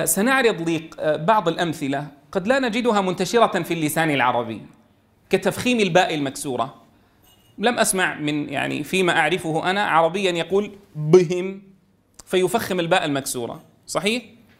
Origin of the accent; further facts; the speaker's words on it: Syria; مثلا عندنا في سوريا يفخم العين